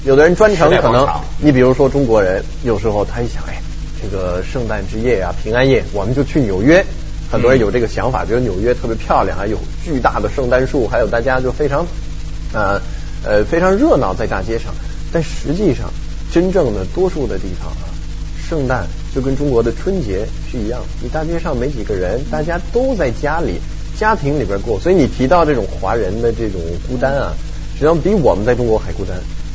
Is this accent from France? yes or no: yes; France; Chinese is a second language; 这是给我们法国人争光啊